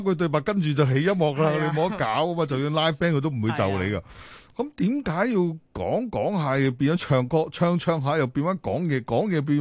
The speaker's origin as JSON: {"language": "Cantonese", "region": "Guangdong", "country": "China", "said": "我哋廣東人就唔好識欣賞，但係北方人會去識欣賞呢啲嘢"}